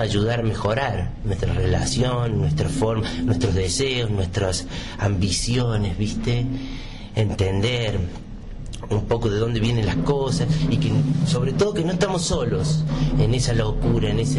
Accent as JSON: {"language": "Spanish", "region": "San Luis", "country": "Argentina", "tie": "born there", "said": "Yo nací acá en San Luis."}